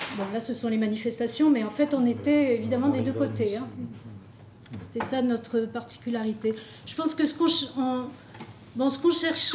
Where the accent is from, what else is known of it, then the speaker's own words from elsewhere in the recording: Algiers, Algiers Province, Algeria; also born or lived in Kabylie; moi je suis née en Kabylie, puis j'ai vécu toute mon enfance et ma jeunesse à Alger, donc une capitale et le rural du blé noir.